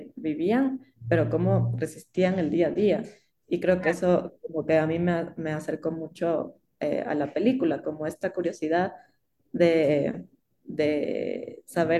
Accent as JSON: {"language": "Spanish", "country": "Ecuador", "said": "había muchas cosas que eran muy comunes con Ecuador, de donde yo vengo."}